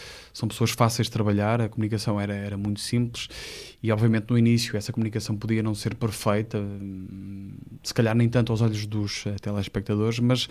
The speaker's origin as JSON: {"language": "Portuguese", "town": "Porto", "region": "Norte", "country": "Portugal", "said": "No Porto, quando eu vou ao Porto, atenção, eu sou do Porto"}